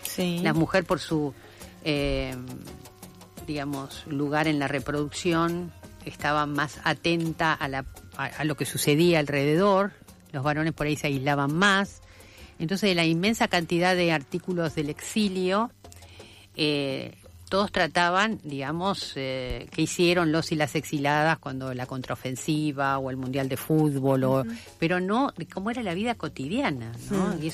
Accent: Argentina; Piensen que nosotras como país, Argentina no era un país pobre para las agencias internacionales

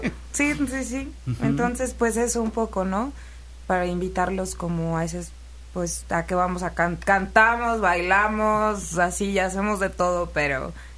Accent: Tijuana, Baja California, Mexico; Yo soy de Tijuana, Baja California.

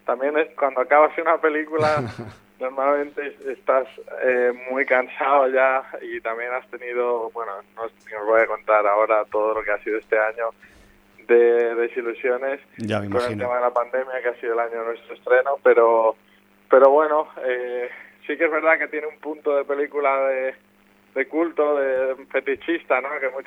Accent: Valencian Community, Spain; al final yo soy valenciano

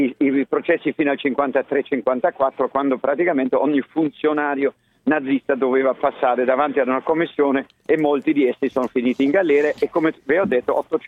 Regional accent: Germany; adesso ve lo dico, da tedesco di seconda generazione, prima eravamo danesi

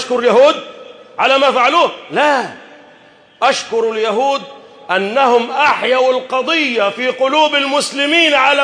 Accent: Egypt; اللهم احفظ بلدنا مصر

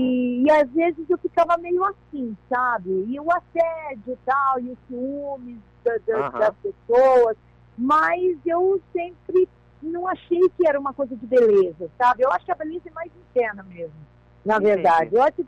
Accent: São Paulo, Brazil; also born or lived in Rio Grande do Sul; eu fui criada em São Paulo, eu falo que eu sou paulista, eu adoro ser gaúcha.

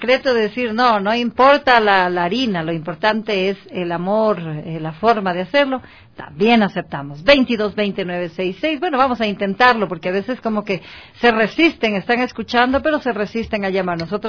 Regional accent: Ecuador; born there; Yo nací en este país, el suyo este es país.

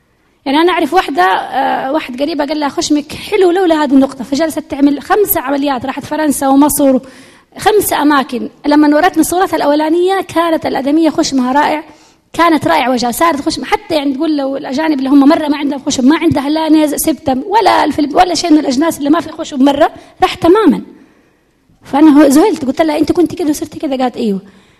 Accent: Jeddah, Makkah Province, Saudi Arabia; وأفضل أنه يبدأ عندنا في جدة.

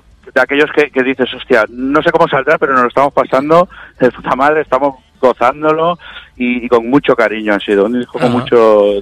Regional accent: Vila-seca, Catalonia, Spain; En Tarragona, nosotros somos de aquí, de Vilaseca de Tarragona.

